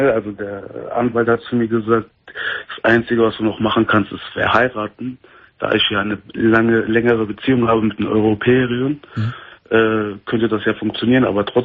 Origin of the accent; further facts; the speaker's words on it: Germany; Wo meine Heimat ist? Mhm. In Deutschland natürlich. Ich lebe doch hier. Ich arbeite hier.